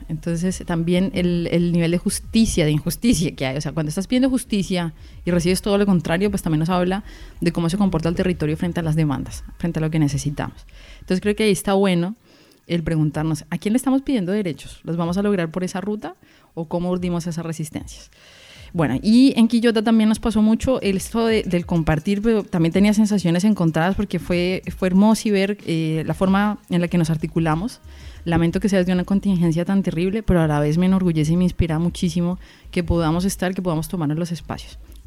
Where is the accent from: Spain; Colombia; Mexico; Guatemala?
Colombia; moved away; Primero porque yo me fui de Colombia, porque yo sentía que no podía ser libremente lesbiana allá.